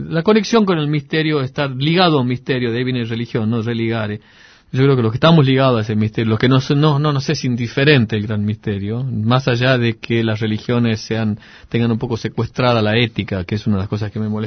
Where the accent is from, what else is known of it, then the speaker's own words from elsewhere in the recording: Tucumán, Argentina; moved away; also born or lived in Bariloche; fueron cuando me fui de Tucumán a Bariloche. Esos fueron los tiempos que extrañé. Extrañaba Tucumán.